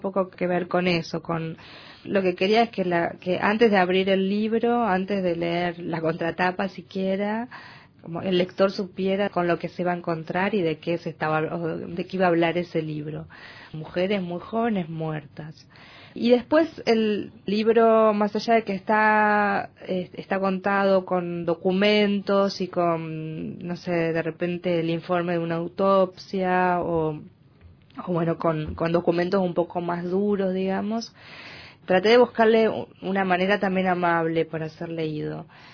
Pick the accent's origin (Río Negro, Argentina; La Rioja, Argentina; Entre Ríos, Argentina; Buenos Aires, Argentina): Entre Ríos, Argentina; Yo soy del interior de Argentina, de una provincia que se llama Entre Ríos